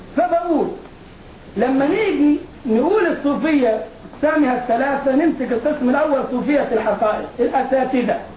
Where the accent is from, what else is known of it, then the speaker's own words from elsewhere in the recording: Egypt; الجماعة اللي بيعملوا الموالد عندنا في مصر للاولياء حاسبين التواريخ مضبوطة